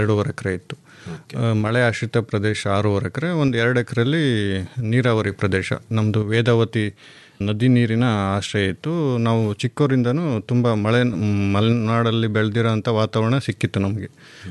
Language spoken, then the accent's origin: Kannada; Hiriyur, Karnataka, India; ಮೂಲತಃ ನಾವು ಚಿತ್ರದುರ್ಗ ಜಿಲ್ಲೆ ಹಿರಿಯೂರವರು, ಕೃಷಿ ಕುಟುಂಬದವರು. ನಮ್ಮ ತಂದೆ ತಾಯಿ ಕೃಷಿ ಹಿನ್ನೆಲೆಯವರು. ನಾವು ಎಜುಕೇಷನ್ ಆದಮೇಲೆ 7 ನಮ್ಮ ವಕೀಲಿ ವೃತ್ತಿನ ಬೆಂಗಳೂರಲ್ಲಿ ಸ್ಟಾರ್ಟ್ ಮಾಡಿದ್ವಿ.